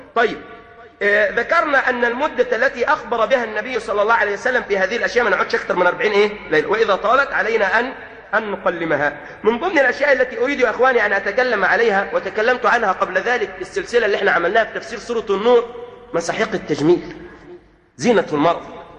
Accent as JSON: {"language": "Arabic", "country": "Egypt", "said": "بعض الطبيبات هنا عندنا في مصر"}